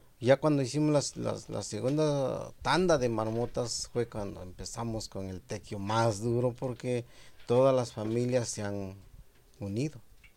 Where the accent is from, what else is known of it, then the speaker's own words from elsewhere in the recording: Asunción Nochixtlán, Oaxaca, Mexico; now in United States; soy originario de Asunción, Nochixtlán, Oaxaca.